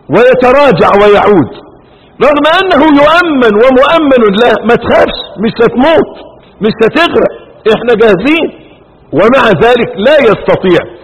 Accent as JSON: {"language": "Arabic", "country": "Egypt", "said": "ولعل من لا يعرف سر هذا الاسم، ان عندنا في مصر"}